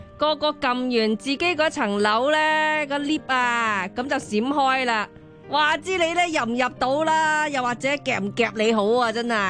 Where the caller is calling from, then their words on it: United States; 我是美国的听众啊。我在这里呢很多人都不戴口罩啦